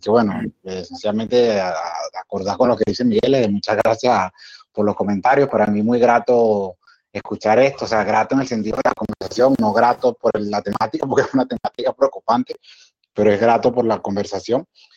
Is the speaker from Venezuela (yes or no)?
yes; Venezuela; now in Seville, Spain; a mí como venezolano viviendo aquí en Sevilla